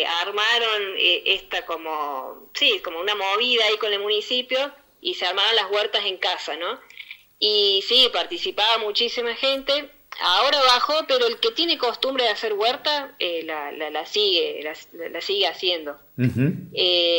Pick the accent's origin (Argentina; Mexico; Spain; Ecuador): Argentina; Córdoba; moved away; Yo soy de Córdoba, hace 15 años que estoy acá en la zona.